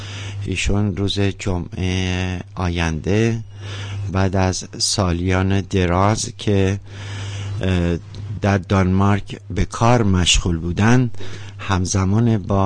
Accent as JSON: {"language": "Persian", "region": "Mazandaran", "country": "Iran", "tie": "born there", "said": "ایشون و بنده در یک شهر در استان مازندران متولد شدیم"}